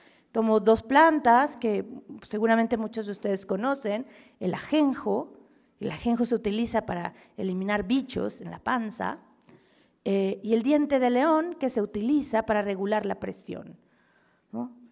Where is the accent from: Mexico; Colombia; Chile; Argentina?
Mexico; Mexico City; yo vengo de la Ciudad de México